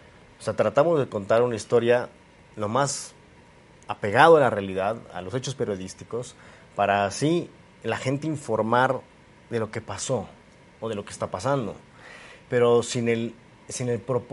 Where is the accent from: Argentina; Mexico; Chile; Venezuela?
Mexico; Es justamente esa responsabilidad que tenemos que tener como mexicanos o como latinos